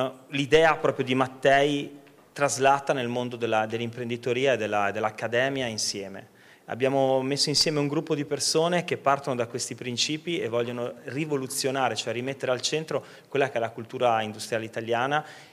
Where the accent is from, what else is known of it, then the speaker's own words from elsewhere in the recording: Bolzano, Trentino-Alto Adige, Italy; io sono di Bolzano